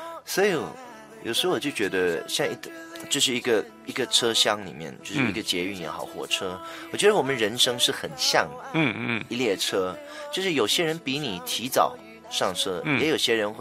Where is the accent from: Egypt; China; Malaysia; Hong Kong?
Malaysia; 我是来自马来西亚的，所以马来西亚它是一个完全没有冬天的一个地方嘛，所以它只有夏天，而且马来西亚它是属于一个阳光很好